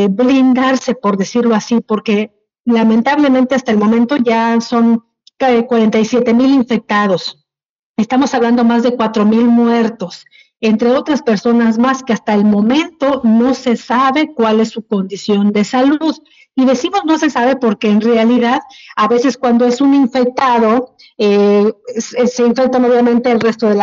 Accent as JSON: {"language": "Spanish", "region": "Oaxaca", "country": "Mexico", "said": "Hoy, yo, como periodista, como oaxaqueña, como compañera, como amiga, madre de familia"}